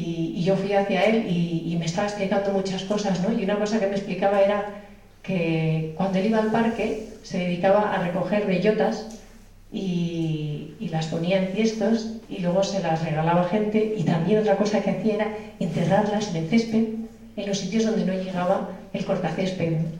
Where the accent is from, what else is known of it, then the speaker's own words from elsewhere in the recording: Barakaldo, Basque Country, Spain; Y en Maracaldo, en mi pueblo, estuve levantando varias